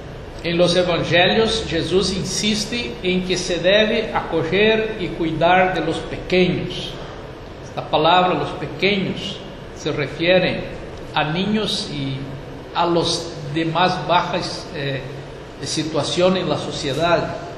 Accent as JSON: {"language": "Spanish", "region": "Rio Grande do Sul", "country": "Brazil", "lives_now": "Uruguay", "said": "Yo soy gaúcho aquí de Río Grande y ahí decimos los gurís, ¿no?"}